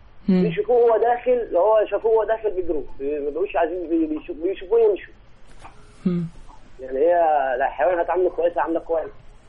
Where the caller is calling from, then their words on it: Sharqia Governorate, Egypt; انا بكلمك من الشرقيه